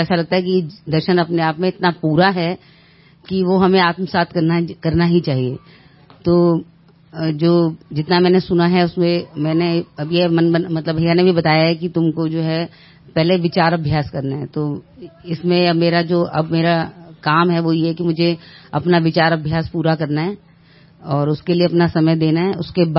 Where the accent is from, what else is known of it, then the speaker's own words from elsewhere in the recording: Delhi, India; मैं दिल्ली से हूँ।